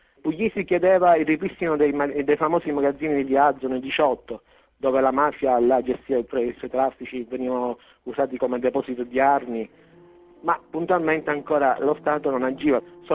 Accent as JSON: {"language": "Italian", "town": "Palermo", "region": "Sicily", "country": "Italy", "said": "Sono di Brancaccio, vivo a Brancaccio."}